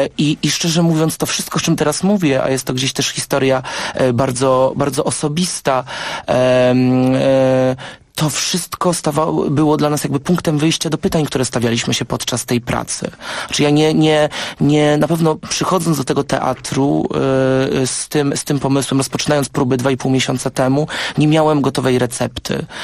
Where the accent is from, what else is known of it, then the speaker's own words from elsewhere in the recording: Wrocław, Lower Silesian Voivodeship, Poland; Ja pochodzę gdzieś oryginalnie z Wrocławia i to tam mam swoje korzenie i zawsze mi się wydawało, że to jest takie otwarte miasto. Niedaleko mojego domu znajdowała się dzielnica Czterech Świątyń, wielokulturowe jakieś miejsce